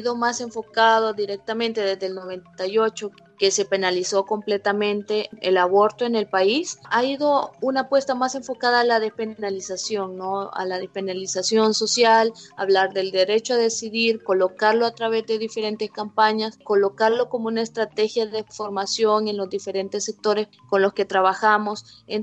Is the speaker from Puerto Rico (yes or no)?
no; El Salvador; soy de El Salvador